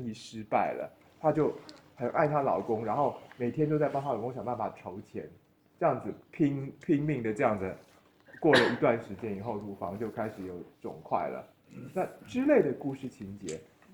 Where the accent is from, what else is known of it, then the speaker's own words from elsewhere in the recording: Taiwan; 我们台湾人会是，就是有一个说是这个人很硬